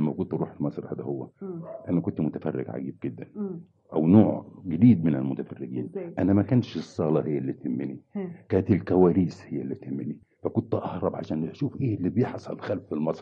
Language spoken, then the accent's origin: Arabic; Helwan, Cairo Governorate, Egypt; also born or lived in Tanta; وولدت في مدينة طنطا لكن ما بقتش فيها كتير. رجعنا يعني كان في ظروف صحية لوالدي، فخدنا كان يجب أن يستشفى في مدينة حلوان، فجينا مدينة حلوان.